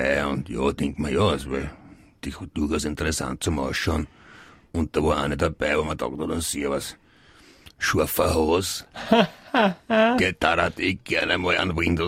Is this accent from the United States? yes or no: yes; United States; German is a second language; now in Germany; ich bin Amerikaner